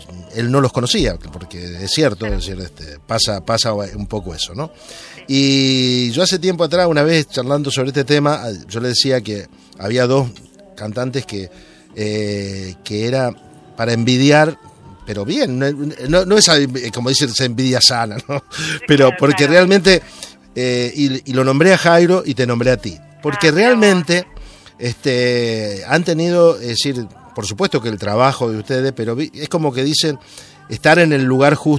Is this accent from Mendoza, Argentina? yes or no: no; Santa Fe, Argentina; Claro, yo soy de Santa Fe y parece como fuera la cerveza, yo soy de Santa Fe.